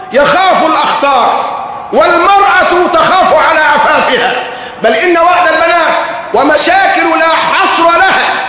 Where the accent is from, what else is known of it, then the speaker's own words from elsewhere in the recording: Egypt; حتى عندنا كمصريين نقول ضرائر